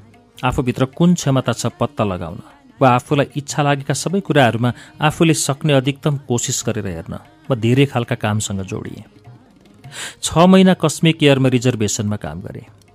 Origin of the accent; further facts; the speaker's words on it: Kathmandu, Bagmati, Nepal; काठमाडौँको पुरानै बासिन्दा हो मेरो परिवार. उच्च मध्यमवर्गीय परिवारमा आरुबारी सिमलटारमा म जन्मिएँ.